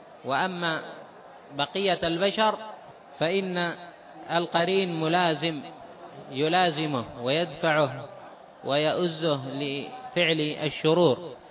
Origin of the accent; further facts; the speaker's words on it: Taiz, Taiz Governorate, Yemen; حتى عندنا في تعز.